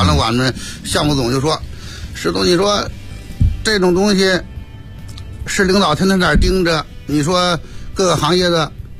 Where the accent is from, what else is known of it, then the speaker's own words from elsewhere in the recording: Hebei, China; 我是出生在一个河北呀，很贫困县的一个小山村，